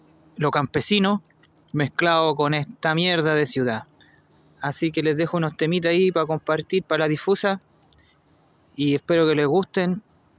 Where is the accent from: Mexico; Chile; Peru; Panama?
Chile; Valparaíso; now in Maule, Chile; soy oriundo del Valle de la Aconcagua, ahora ando vacilando por aquí por Maule